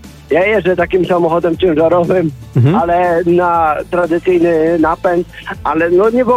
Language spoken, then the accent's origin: Polish; Dębica, Subcarpathian Voivodeship, Poland; Ja pochodzę z Dębicy